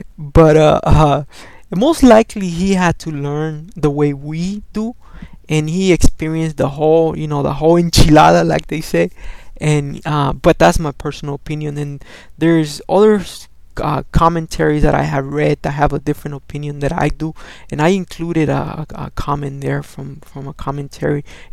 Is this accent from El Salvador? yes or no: yes; El Salvador; first language Spanish; English is a second language; moved away; English, even though Spanish is my first language, I understand English a little bit more. I don't know how to explain it to you, because I've been here for more time than I was in El Salvador.